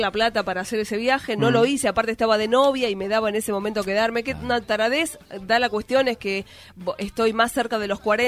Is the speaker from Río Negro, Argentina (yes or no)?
no; Buenos Aires, Argentina; born there; que nacimos en Buenos Aires en un contexto totalmente distinto al de mis viejos